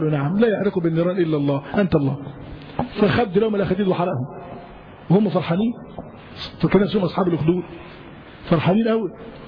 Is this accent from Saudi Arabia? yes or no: no; Yemen; الإسلام والنور دخل عندنا في اليمن